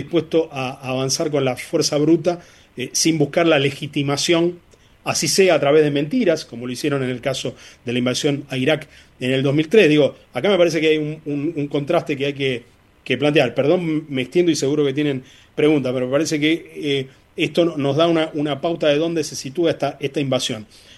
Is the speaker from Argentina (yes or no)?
yes; Argentina; esto hace que nosotros como argentinos tengamos también un poco la impresión